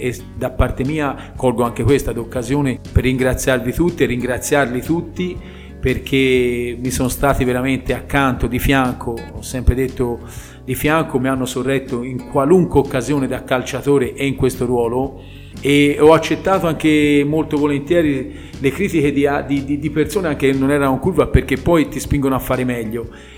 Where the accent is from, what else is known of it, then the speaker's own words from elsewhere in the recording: Montevarchi, Tuscany, Italy; io sono di Montevarchi